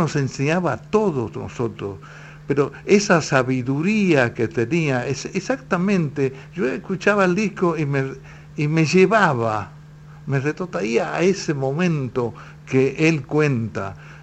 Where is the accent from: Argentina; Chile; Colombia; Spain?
Argentina; San Ramón, Santiago del Estero; Yo tengo 69 años y soy oriundo de Santiago, especialmente de La Banda, en un pueblito que está alejado de La Banda que se llama San Ramón.